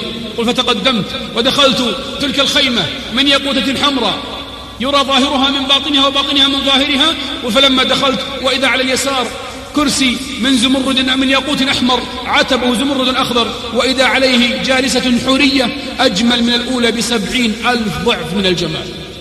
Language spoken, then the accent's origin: Arabic; Al-Qassim, Saudi Arabia; فأخواني في الله جينا من القصيم نتعرف على هالجهة الطيبة هذه